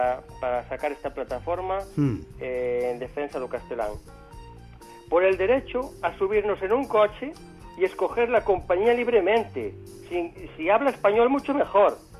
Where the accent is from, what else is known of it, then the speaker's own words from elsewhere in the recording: Galicia, Spain; Somos gandeiros e somos galegos.